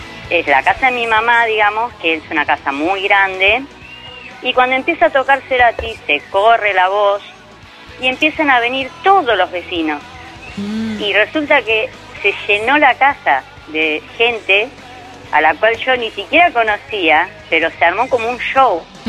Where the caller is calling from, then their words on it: Merlo, Buenos Aires Province, Argentina; De Merlo Centro, zona oeste.